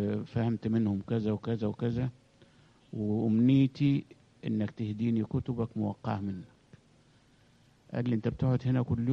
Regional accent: Kom Zamran, Beheira, Egypt; also born or lived in Alexandria; أنا اتولدت في اسكندرية وأبويا توفى وأنا سني سنة، فأمي تزوجت واحد من الأرياف، فعشت ببلد اسمها كوم زمران في البحيرة ما بين الدلنجات وتاي البرود، وكنت بروح مدرسة الدلنجات الابتدائية

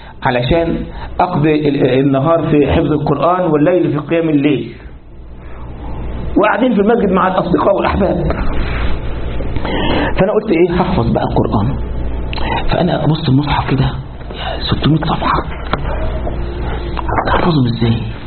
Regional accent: Egypt; تعرف عندنا في مصر الثانوية العامة دي يعني إيه؟

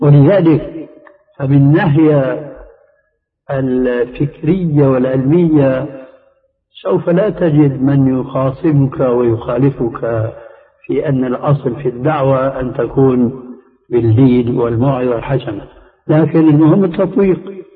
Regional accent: Syria; وهنا يقول عندنا في سوريا شو الشد يا

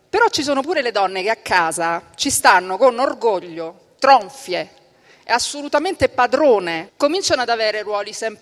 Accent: Calabria, Italy; Detto questo, da calabrese io ritengo inaccettabile che donne calabresi, e non importa che cognome portino, vivono in determinate condizioni.

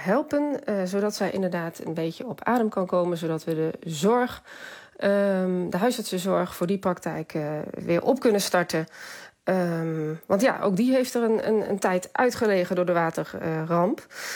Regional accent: Limburg, Netherlands; now in Rotterdam, Netherlands; Ik woon al een hele tijd in Rotterdam. Ik heb een praktijk in Kapelle aan de IJssel. Maar ik kom oorspronkelijk uit Zuid-Limburg.

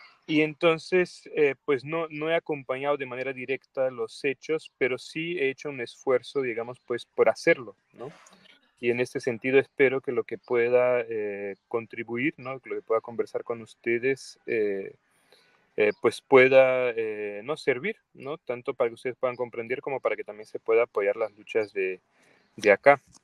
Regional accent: Brazil; Spanish is a second language; now in Peru; Yo soy brasileño, vivo, ¿no?, desde el 2003, yo he vivido más de 10 años en el Perú, ahora estoy en el Perú desde el 2018, ¿no?

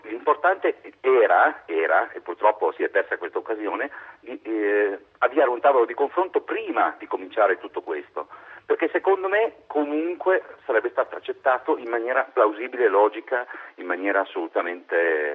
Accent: Turin, Piedmont, Italy; now in Biella, Italy; Io sono torinese, va bene, abito a Biella, però in realtà sono nato e cresciuto a Torino, 40 anni di torinesità e tutto il resto.

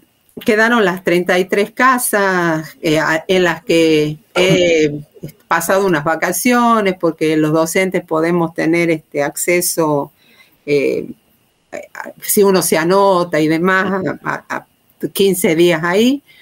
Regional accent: Tucumán, Argentina; La primera que te puedo decir es como tucumana, le pongamos así.

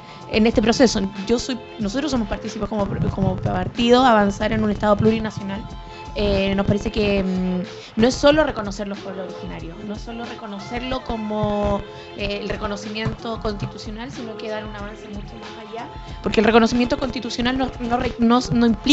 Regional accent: Chile; con todo lo que somos chilenos, con todos nuestros pueblos, con todas nuestras identidades

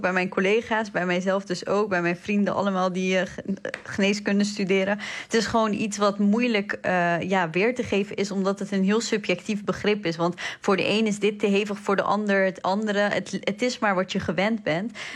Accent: Iraq; now in Netherlands; Ja, inderdaad, ik kom uit Irak.

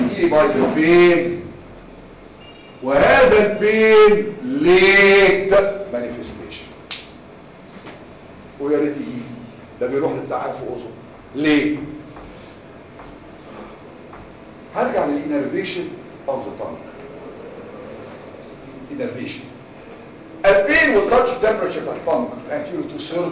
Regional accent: Egypt; احنا عندنا في مصر عندنا حاجات البوز كتير قوي

